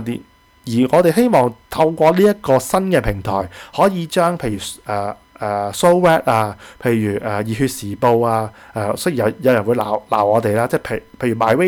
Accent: Hong Kong; 我身為一個香港人真的對不住大家，

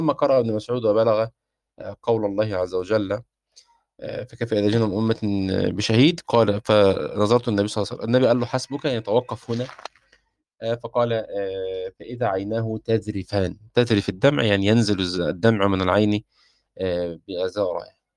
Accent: Egypt; فيما نسميه عندنا في مصر الشبشب

